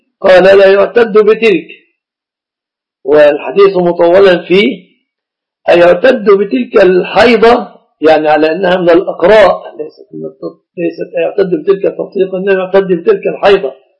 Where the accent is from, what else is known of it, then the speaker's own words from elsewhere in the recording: Egypt; يعني عندنا في مصر أهل الإسلام الصداق في الغالب يكون متمثلا في الآتي